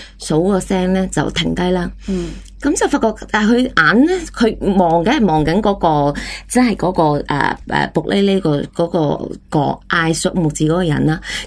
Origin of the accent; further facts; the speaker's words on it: China; 我是中国人。